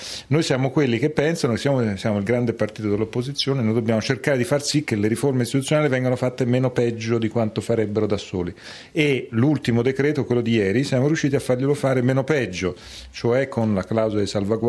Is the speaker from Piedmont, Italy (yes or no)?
no; Pisa, Tuscany, Italy; Io sono pisano, quindi...